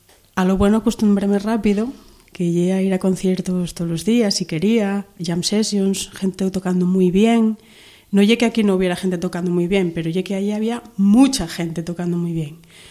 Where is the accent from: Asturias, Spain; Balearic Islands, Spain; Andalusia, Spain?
Asturias, Spain; llego a mi familia en Asturias, en mi pueblo